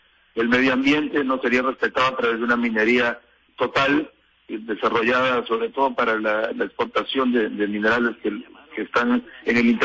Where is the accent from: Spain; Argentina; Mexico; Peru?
Peru; que en este caso somos los peruanos, ¿no?